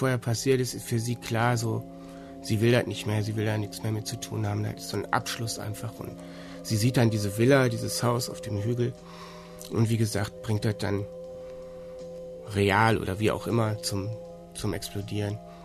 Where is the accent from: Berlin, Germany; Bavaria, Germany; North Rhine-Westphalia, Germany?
North Rhine-Westphalia, Germany; Duisburg; Ich stamme aus Duisburg